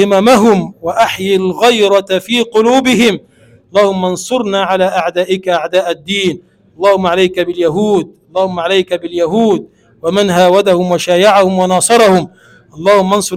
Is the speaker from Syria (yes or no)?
no; Egypt; اللهم اجعل بلدنا مصر بلدا آمنا مطمئنا